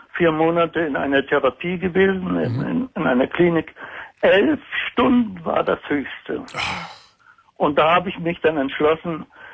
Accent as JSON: {"language": "German", "region": "Baltic coast", "country": "Germany", "tie": "born or raised there", "said": "Ich bin an der Ostsee aufgewachsen"}